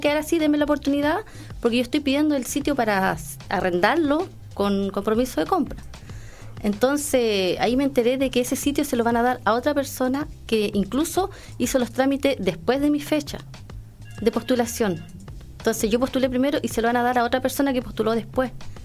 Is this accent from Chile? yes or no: yes; Chile; Somos todos ciudadanos, somos todos chilenos.